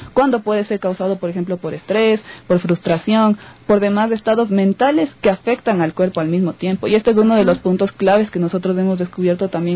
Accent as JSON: {"language": "Spanish", "country": "Ecuador", "said": "uno de los problemas esenciales que tenemos nosotros como cultura ecuatoriana"}